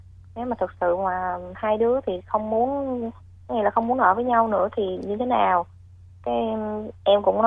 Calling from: Ho Chi Minh City, Vietnam; Dạ, em gọi tới từ quận 12 chị.

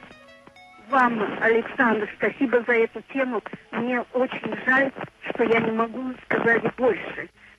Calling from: Severodvinsk, Arkhangelsk Oblast, Russia; Да, я из Северодвинска, но у нас накладывается звук, поэтому диалога не получается

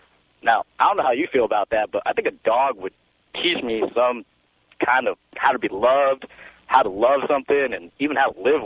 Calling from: Los Angeles, California, United States; Hey, Tom, I'm calling you from Dodger Stadium right now, actually in the parking lot.

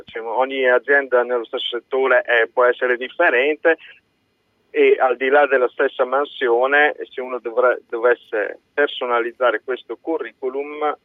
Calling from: Modena, Emilia-Romagna, Italy; Siamo da Modena.

